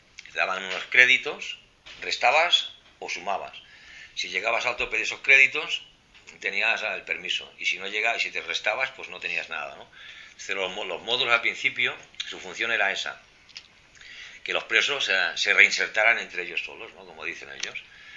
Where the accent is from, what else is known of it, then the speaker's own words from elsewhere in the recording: Vic, Catalonia, Spain; yo en Vic, en la comarca de donde soy, al revés, ¿no?